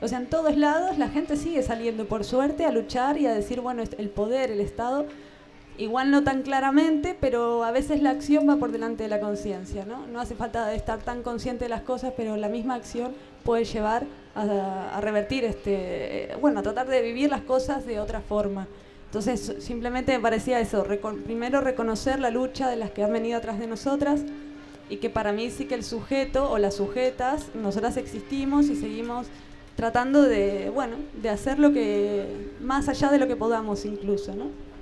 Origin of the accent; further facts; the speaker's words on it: Argentina; Yo vengo de Argentina, esto también se discutía hace 15 años allá